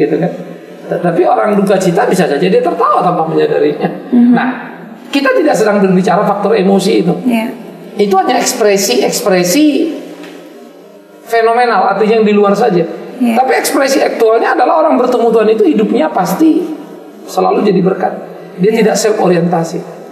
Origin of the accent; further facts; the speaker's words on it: Sumatra, Indonesia; saya ini anak desa, anak kampung yang di desa saya dulu di Sumatera itu namanya dukun-dukun